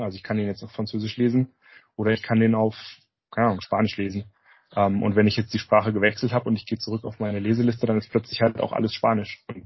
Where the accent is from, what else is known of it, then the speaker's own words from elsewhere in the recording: Germany; Also ich merke das jetzt gar nicht, dass das übersetzt ist, weil ich bin ja Deutscher und ich lese das hier auf Deutsch.